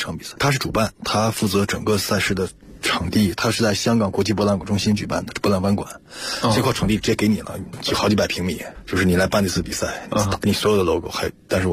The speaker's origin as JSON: {"language": "Chinese", "region": "Inner Mongolia", "country": "China", "tie": "born or raised there", "said": "因为我老家是内蒙古，我是蒙古族。"}